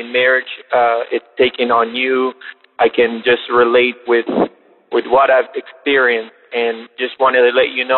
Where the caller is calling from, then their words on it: Miami, Florida, United States; I am calling from Miami, Florida, and even in our distance, I know what you're going through.